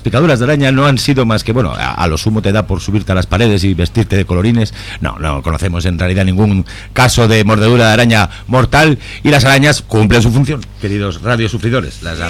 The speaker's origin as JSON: {"language": "Spanish", "region": "Basque Country", "country": "Spain", "said": "desgraciadamente somos vascos, que más o menos es como ser checheno"}